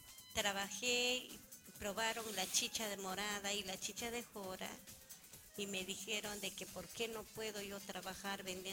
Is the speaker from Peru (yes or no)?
yes; Huaraz, Ancash, Peru; Yo soy de Huaraz.